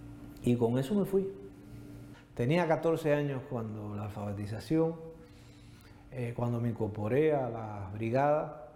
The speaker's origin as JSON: {"language": "Spanish", "country": "Cuba", "said": "el primer acto de compromiso que yo tuve como ciudadano de Cuba"}